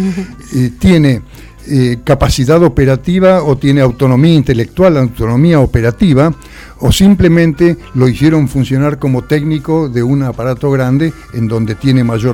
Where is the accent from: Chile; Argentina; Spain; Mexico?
Argentina; Zárate, Buenos Aires Province; Yo soy de Zárate.